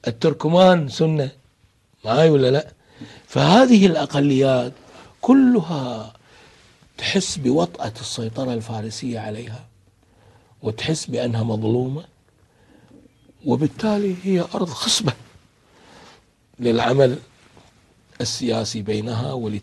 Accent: Kuwait; مساكين الأحوازية عندنا في الكويت

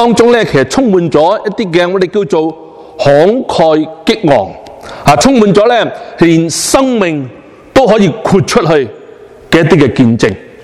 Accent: China; 我们中国人呢其实都有一个非常好的传统

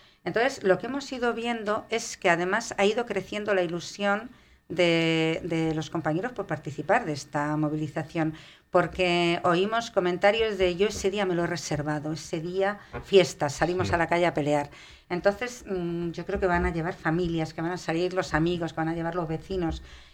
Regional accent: Madrid, Community of Madrid, Spain; Somos de Vallecas, vivimos en Vallecas, trabajamos en Vallecas y los vecinos se han portado siempre muy bien.

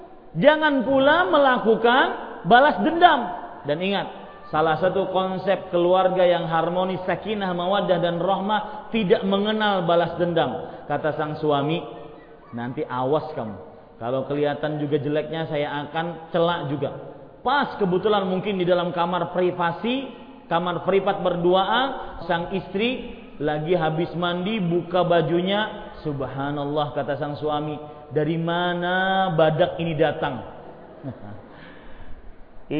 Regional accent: Banjarmasin, South Kalimantan, Indonesia; Pernah suatu ketika di Banjarmasin kota saya

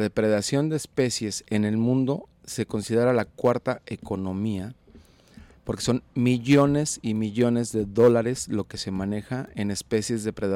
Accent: Juanacatlán, Jalisco, Mexico; Yo hacía una referencia a mi pueblo, Juanacatlán

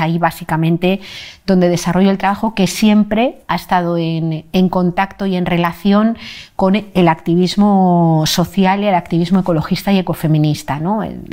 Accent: Madrid, Community of Madrid, Spain; born there; nací en Madrid hace 57 años. Desde hace como 3 años y medio vivo en un pueblecito muy pequeño de Cantabria.

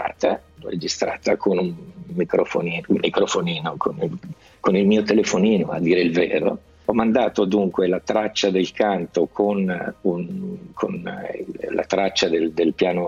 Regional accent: Lombardy, Italy; accent: Milanese; poi fatto scattare la cosa del milanese, cioè del dialetto. Io tra l'altro non avevo mai cantato nel mio dialetto

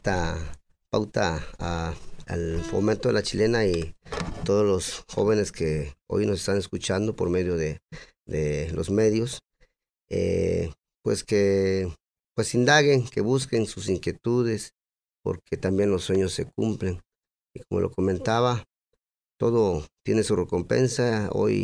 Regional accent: San Juan Colorado, Mexico; mi infancia pues fue en mi tierra natal, San Juan, Colorado, al cual yo pertenezco, gracias a mis progenitores, mi padre y mi madre.

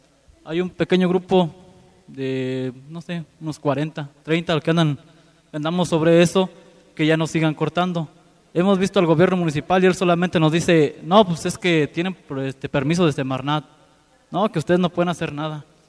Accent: Victoria, Guanajuato, Mexico; vengo de Victoria, Guanajuato, y comentarles un poco de lo que pasa hacia allá.

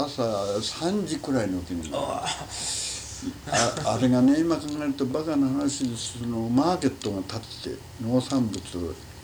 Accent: United States; first language English; Japanese is a second language; アメリカで生まれてアメリカの習慣で育ったものですから、まずアメリカですな。

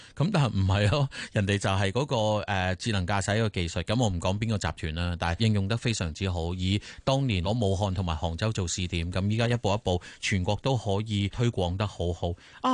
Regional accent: Hong Kong; 舊時我成長喺香港

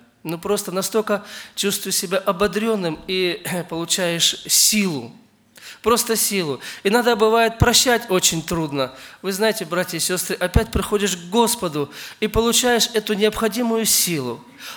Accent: Ukraine; я сам родом с Украины

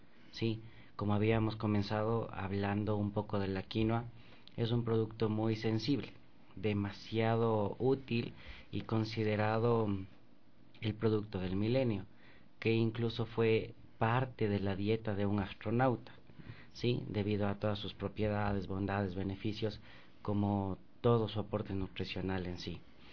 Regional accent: Ecuador; Nosotros somos ecuatorianos, pero a pesar de ser ecuatorianos no estamos lejos de ser hermanos en la comunidad andina

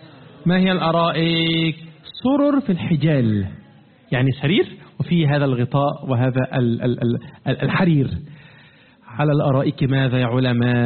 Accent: Egypt; لا أعرف يا أخوانا كيف الحال في بلادكم، لكن عندنا في مصر قديما كان موجود ماذا؟

